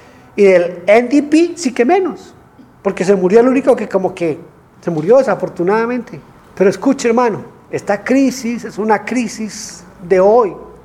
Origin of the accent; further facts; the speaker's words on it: Colombia; hacen ahí mismo en Bogotá. Pero si alguien se pone algo, lo matan por lo que se ponga. ¿Sabe qué pasa en mi país? Allá hay fútbol.